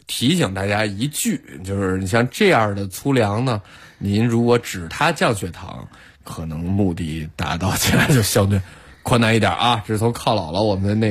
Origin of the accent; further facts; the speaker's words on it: Zhangjiakou, Hebei, China; 你别看我在张家口长大，从我开始记事儿起。